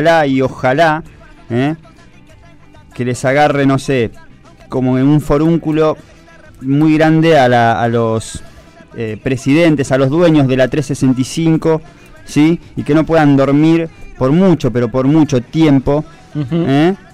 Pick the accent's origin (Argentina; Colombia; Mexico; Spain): Argentina; La verdad que sigo siendo ese argentino